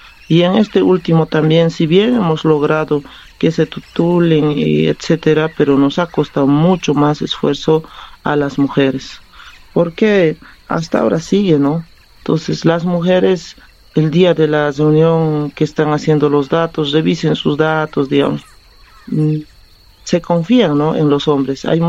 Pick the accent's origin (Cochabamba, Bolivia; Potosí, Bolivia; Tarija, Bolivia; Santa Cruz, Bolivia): Cochabamba, Bolivia; Y soy de aquí, de Cochabamba, soy quechua.